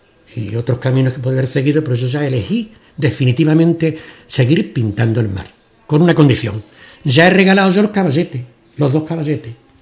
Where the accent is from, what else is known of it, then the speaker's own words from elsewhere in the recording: Ubrique, Andalusia, Spain; Yo soy ubriqueño porque mi madre era una ubriqueña. Mi origen de sevillano viene de una duquesa de Borno, hace 300 años